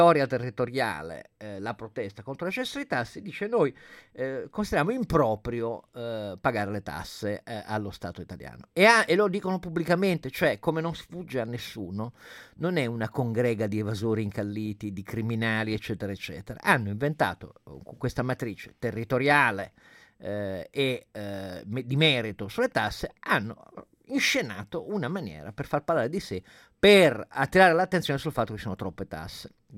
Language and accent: Italian; Turin, Piedmont, Italy; sono di Torino